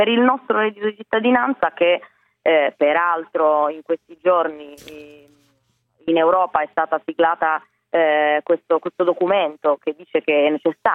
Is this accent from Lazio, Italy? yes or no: no; Piedmont, Italy; Tra l'altro io vengo da una regione come quella piemontese, del Piemonte, io sono piemontese